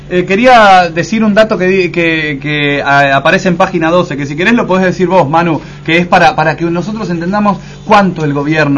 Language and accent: Spanish; Argentina; Ah, no, somos argentinos.